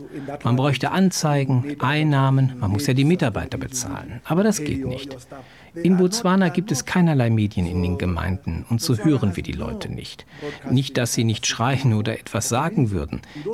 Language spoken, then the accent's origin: German; Uganda; German is a second language; Aber ich komme ja aus Uganda und kann alles verstehen und genießen.